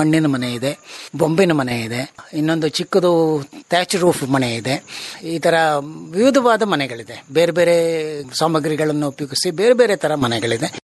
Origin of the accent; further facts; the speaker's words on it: Kotekere, Karnataka, India; ನಮ್ಮ ಊರು ಕೋಟೆಕೆರೆ ಅಂತನ್ಬಿಟ್ಟು ಗ್ರಾಮ, ಬೇಗೂರು ಹತ್ರ ಇದೆ, ಗುಂಡ್ಲುಪೇಟೆ ತಾಲೂಕಿನಲ್ಲಿ.